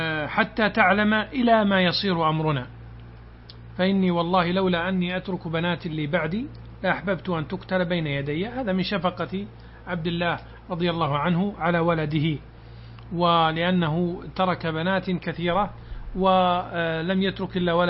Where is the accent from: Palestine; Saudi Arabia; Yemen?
Saudi Arabia; Najd; جاء سيل عظيم عندنا في نجد